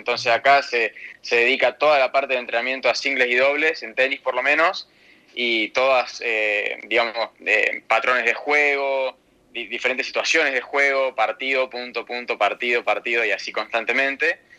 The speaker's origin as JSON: {"language": "Spanish", "town": "Santa Rosa", "region": "La Pampa", "country": "Argentina", "tie": "born or raised there", "also_born_or_lived": "Córdoba", "moved": "as an adult", "said": "y después me la pasaba jugando tercera, segunda, primera ahí en Santa Rosa, y torneos por plata en Buenos Aires también. Y en 2018, cuando termino el colegio, mis papás me dejan irme a Córdoba unos 6 meses más o menos"}